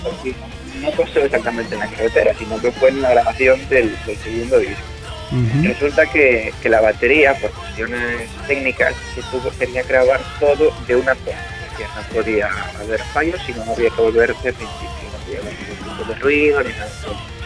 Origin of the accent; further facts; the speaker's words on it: Galicia, Spain; son de un pueblo muy cerca de mi pueblo. Y bueno, lo que te comentaba en cuanto a la calidad de Galicia, pues si te soy sincero, supongo que estamos tan lejos que no podremos hacer más que unirnos entre nosotros